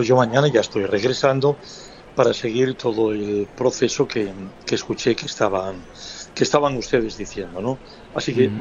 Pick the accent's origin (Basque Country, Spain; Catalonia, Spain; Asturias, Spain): Asturias, Spain; después me acerqué aquí a mi tierra asturiana y a mi pueblo